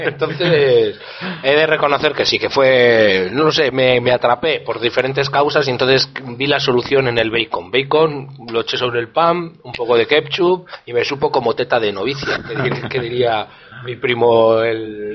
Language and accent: Spanish; Castile, Spain; yo soy de Castilla y hablo como me sale